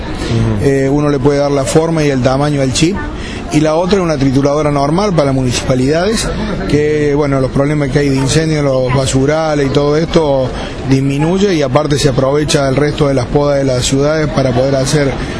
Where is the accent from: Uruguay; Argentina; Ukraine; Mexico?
Argentina; Oncativo, Córdoba; Nosotros somos de Oncativo, de Córdoba.